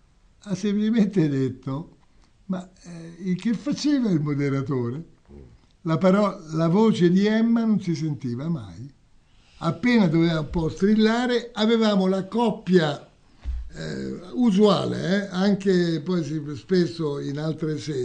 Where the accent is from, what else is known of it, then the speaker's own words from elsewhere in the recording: Naples, Campania, Italy; io sono napoletano pure io, insomma, diciamo di storia, di tradizione, di antropologia, eccetera.